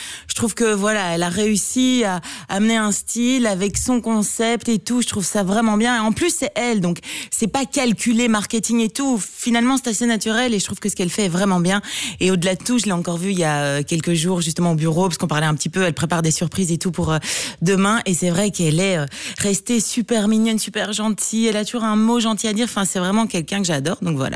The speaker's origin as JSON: {"language": "French", "town": "Liège", "region": "Wallonia", "country": "Belgium", "also_born_or_lived": "Brussels", "said": "Moi je suis quand même liégeoise, donc n'oublions pas que je suis liégeoise, donc je connais Bruxelles parce que je suis bruxelloise d'adoption"}